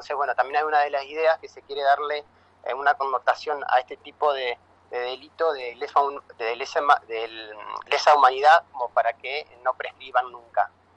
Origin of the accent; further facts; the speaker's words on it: La Falda, Córdoba, Argentina; ahora yo acá soy de La Falda, estoy trabajando políticamente bastante más, más activo.